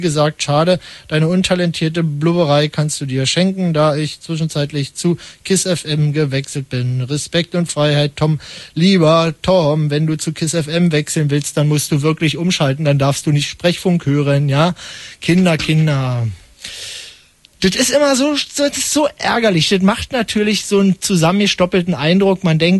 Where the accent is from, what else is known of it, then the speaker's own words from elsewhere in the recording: Brandenburg, Germany; now in Berlin, Germany; als Brandenburger, also Geldtor, der in Berlin wohnt